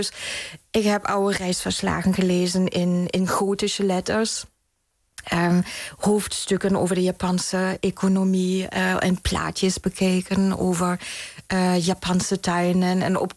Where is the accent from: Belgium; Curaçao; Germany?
Germany; East Berlin, Berlin; accent: German; Dutch is a second language; moved away as an adult; now in Netherlands; Dat klopt, ja. Ik ben in Duitsland geboren en in Oost-Berlijn opgegroeid. Maar woon ondertussen al bijna 24, 25 jaar in Nederland.